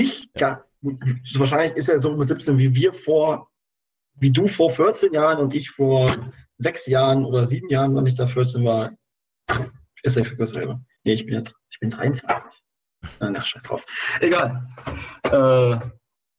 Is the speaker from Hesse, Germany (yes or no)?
yes; Hesse, Germany; Es kommt, glaube ich, sogar aus Nordhessen, aus meiner Heimat hier.